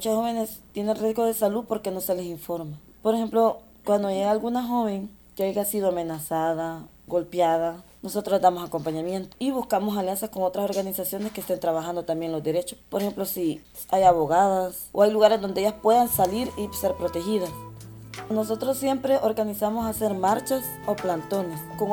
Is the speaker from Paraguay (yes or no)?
no; El Salvador; yo vengo del grupo … soy de El Salvador.